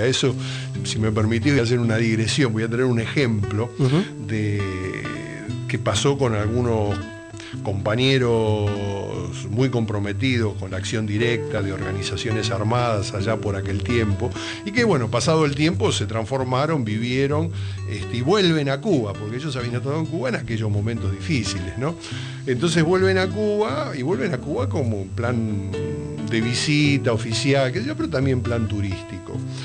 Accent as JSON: {"language": "Spanish", "region": "Buenos Aires", "country": "Argentina", "said": "Pero los que somos de acá, de Buenos Aires capital"}